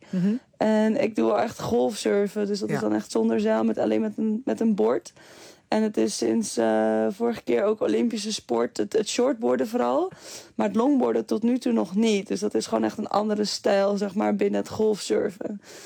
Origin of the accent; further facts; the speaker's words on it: Netherlands; Dat merk ik gewoon dat het echt nog wel lastig is hoor, als Nederlandse.